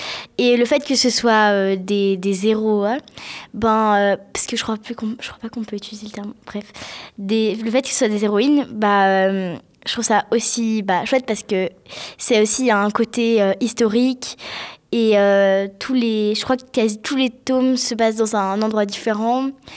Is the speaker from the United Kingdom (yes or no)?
yes; England, United Kingdom; Ma mère est anglaise et moi aussi je suis anglaise.